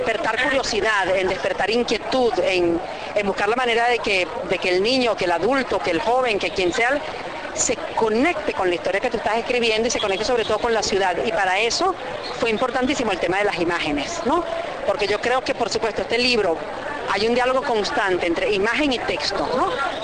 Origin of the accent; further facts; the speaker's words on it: Caracas, Capital District, Venezuela; Entonces yo me siento eso, la caraqueña 1 millón, ¿no?